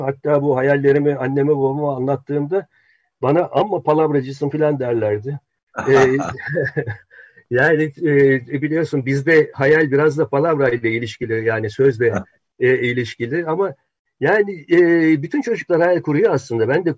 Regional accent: Ankara, Turkey; Ankara'da büyüdüm ben.

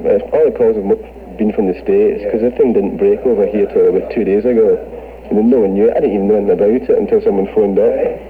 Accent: Glasgow, Scotland, United Kingdom; now in London, United Kingdom; originally we came down to London from Glasgow about a year ago

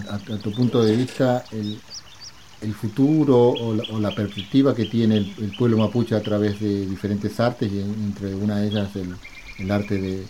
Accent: General Roca, Río Negro, Argentina; born there; Soy de identidad puelche. Nací en Fuscumenoco, o General Roca, en Río Negro, Argentina.

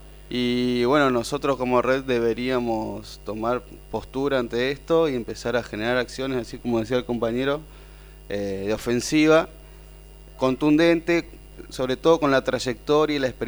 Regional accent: La Rastrojera, Misiones, Argentina; Bueno, yo soy de Misiones, de La Rastrojera

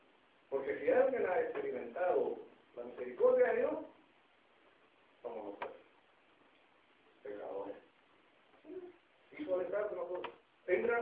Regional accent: Chile; Nos caracteriza a nosotros, especialmente como chilenos. Nos caracteriza la mala memoria.

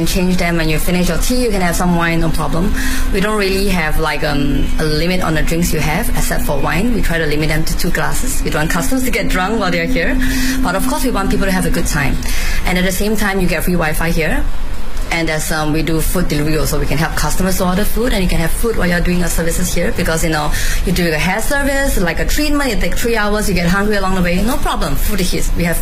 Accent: Singapore; now in Beijing, China; I'm from Singapore. I'm a mother of two. I have two young boys, age 4 and 7. So I'm half based in Singapore and half in Beijing.

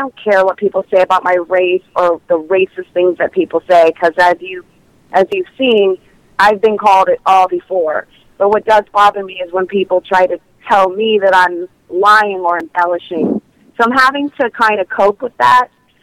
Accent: Prince Edward Island, Canada; And my father was American. But I was born and raised in Prince Edward Island, although I have the opportunity to travel back and forth between the two countries often.

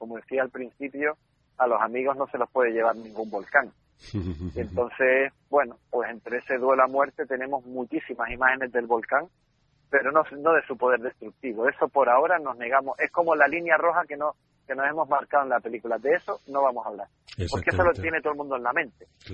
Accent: Canary Islands, Spain; iba a decir miles de horas, pero ya se exageraría como buen canario

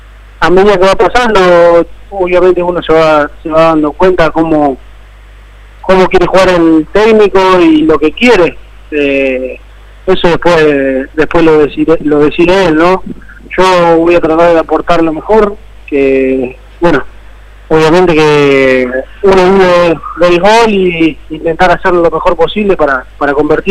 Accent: Santa Fe, Argentina; Yo soy de Santa Fe, de Nuevo Torto.

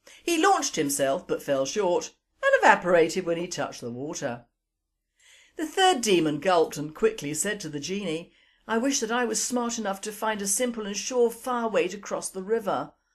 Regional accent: England, United Kingdom; People, our people, are ashamed of being English and grovel and crawl to a new culture

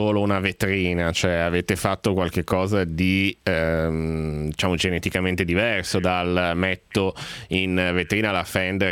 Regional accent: Genoa, Liguria, Italy; Io sono un genovese, per cui guardo queste cose.

